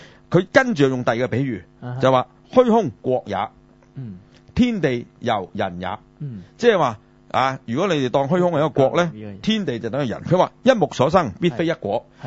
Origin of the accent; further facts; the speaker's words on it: China; 因為咁啊，我哋中國人從來都係咁噶啦